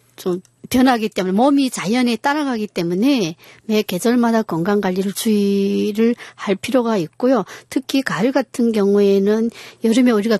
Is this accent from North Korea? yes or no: yes; North Korea; moved away as an adult; now in South Korea; 저는 북한에서 한의사 생활을 한 10년 정도 하다가 탈북을 했고요. 한국에 와서 다시 한의과 대학을 다니고 지금 한국에서 예, 한의사로 일하고 있습니다.